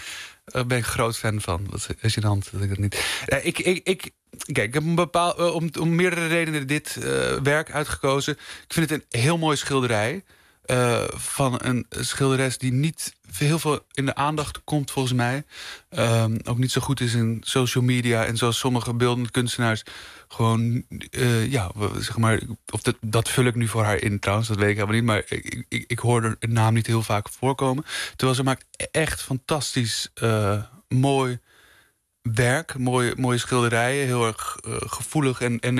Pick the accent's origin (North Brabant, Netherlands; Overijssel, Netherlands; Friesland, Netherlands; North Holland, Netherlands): North Holland, Netherlands; Amsterdam; born there; Ja, ik ben geboren in Amsterdam